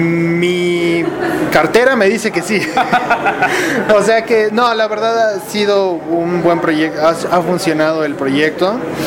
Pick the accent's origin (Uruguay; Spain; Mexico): Mexico; Mérida, Yucatán; Yo soy de Mérida, entonces era importante para mí tenerlo por allá.